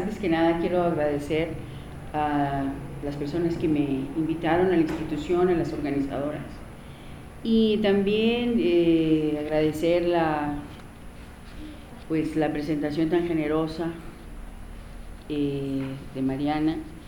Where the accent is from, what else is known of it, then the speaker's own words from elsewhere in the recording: Manuel Benavides, Chihuahua, Mexico; born there; nací en Manuel Benavides, un pueblo al este del estado de Chihuahua, ubicado río de por medio frente a Lajitas, Texas